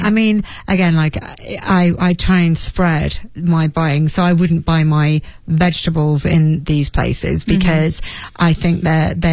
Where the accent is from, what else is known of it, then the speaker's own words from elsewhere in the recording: Leeds, Yorkshire and the Humber, United Kingdom; If you went to my hometown in Leeds